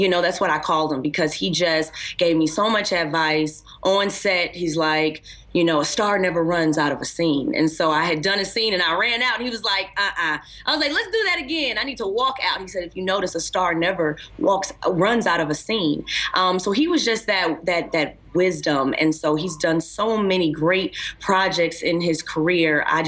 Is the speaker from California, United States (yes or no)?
no; Chicago, Illinois, United States; First of all, my mom's a pastor, so my mama don't play games. I'm from Chicago.